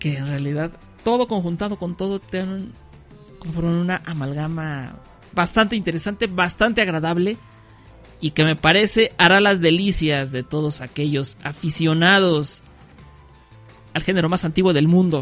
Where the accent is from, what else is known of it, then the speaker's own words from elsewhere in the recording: Mexico; born there; no llegan tantas bandas de este país, de mi país natal, México.